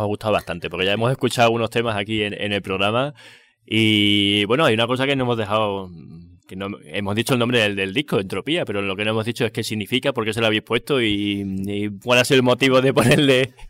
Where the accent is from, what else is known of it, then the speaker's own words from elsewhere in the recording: Mérida, Extremadura, Spain; porque tocan aquí en Mérida, en mi tierra.